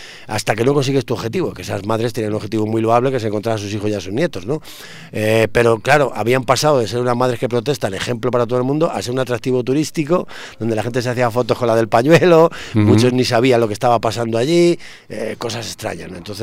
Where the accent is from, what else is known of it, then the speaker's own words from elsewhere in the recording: Segovia, Castile and León, Spain; sabes que somos de Segovia, somos de Castilla